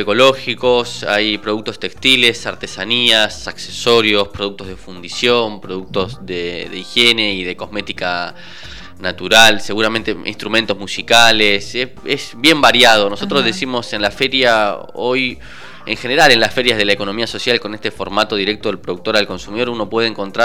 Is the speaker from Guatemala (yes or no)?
no; Argentina; en un país como nuestro, Argentina